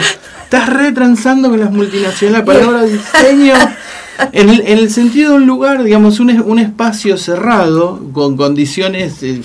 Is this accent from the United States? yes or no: no; Pampas, Argentina; una interna en mi pueblo, así la Pampa Húmeda.